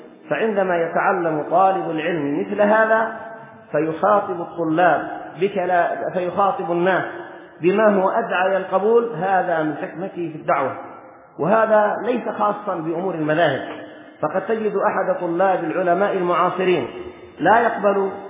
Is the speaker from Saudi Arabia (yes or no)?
no; Yemen; مثلا في بلدنا اليمن، البلاد التي ينتمي كثير من أهلها إلى